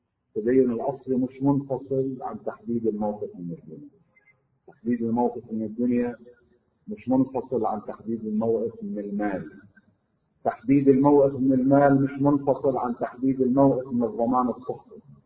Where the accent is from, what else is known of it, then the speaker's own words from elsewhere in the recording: Lebanon; وبعد في مطارح عندنا بلبنان مي ما فيها